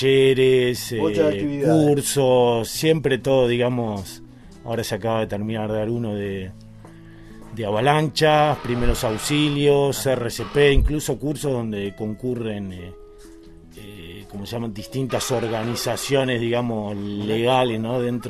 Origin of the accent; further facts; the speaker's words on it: Buenos Aires, Argentina; Y venido de Buenos Aires. Ajá. Ya, bueno, ya muchos años acá, 25 años acá en la Patagonia